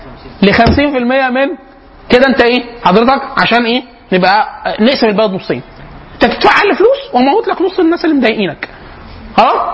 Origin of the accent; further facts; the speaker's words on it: Egypt; احنا كمصريين رايحين، احنا معانا كده معانا كبد